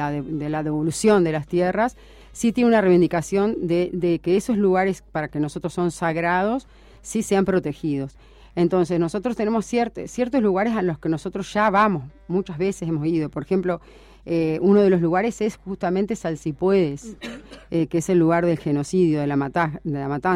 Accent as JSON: {"language": "Spanish", "country": "Uruguay", "said": "nosotros, como uruguayos, por ejemplo, nos falta esa pata de la mesa de la identidad."}